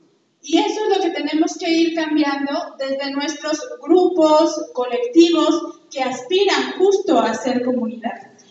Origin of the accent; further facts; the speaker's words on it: Mexico City, Mexico; vengo de la Ciudad de México